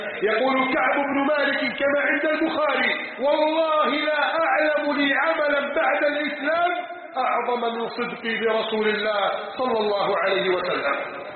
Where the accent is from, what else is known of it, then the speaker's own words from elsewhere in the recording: Upper Egypt, Egypt; إذا ما مررت على صعيد بلدنا مصر المباركة